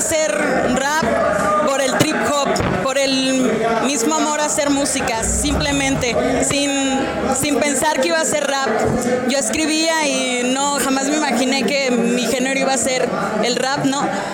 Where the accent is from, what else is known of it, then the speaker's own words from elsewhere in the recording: Saltillo, Coahuila, Mexico; vengo de Saltillo.